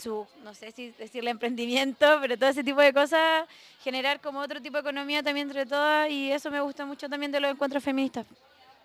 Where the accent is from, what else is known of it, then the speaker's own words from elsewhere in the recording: Talca, Maule, Chile; now in Santiago, Chile; de Santiago, pero soy de Talca principalmente, toda mi vida viví allá.